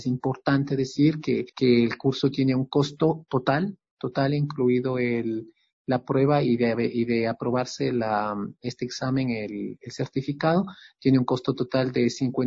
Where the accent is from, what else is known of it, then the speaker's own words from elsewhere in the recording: Quito, Pichincha, Ecuador; moved away as an adult; also born or lived in Kassel, Germany; Yo pues soy un músico quiteño